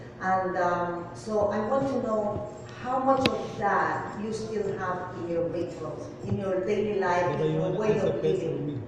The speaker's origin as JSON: {"language": "English", "country": "Dominican Republic", "said": "I come from the Dominican Republic, ancient Quisqueya is our indigenous name, and our spiritual life revolves around the divinities and our ancestors."}